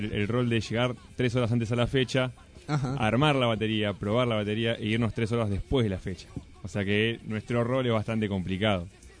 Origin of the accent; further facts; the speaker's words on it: Paso del Rey, Buenos Aires Province, Argentina; Somos 2 de Paso del Rey, otros 2 chicos son de Hurlingham, ¿no?